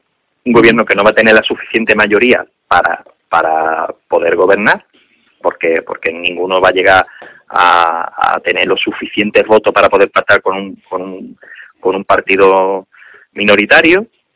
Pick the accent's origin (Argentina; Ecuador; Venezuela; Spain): Spain; Cádiz, Andalusia; aquí en Cádiz, yo digo, si el 40% está parado. Que voy a mantener al que mantiene parado el 40% de mi tierra.